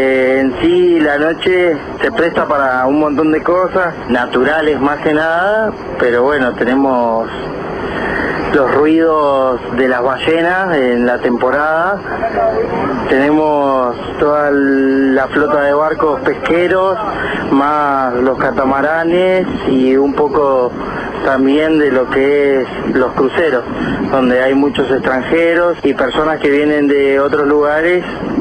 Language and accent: Spanish; Puerto Madryn, Chubut, Argentina; bueno, vamos a comentar cómo es la noche en nuestro lugar. Somos de Puerto Madryn, Chubut